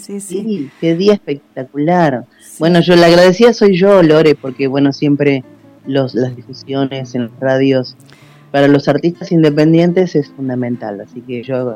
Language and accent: Spanish; San Isidro, Buenos Aires Province, Argentina; born there; mi hermano Luis y yo nacimos en la provincia de Buenos Aires, pero del lado del norte de la provincia de Buenos Aires, es Béjar, partido de San Isidro.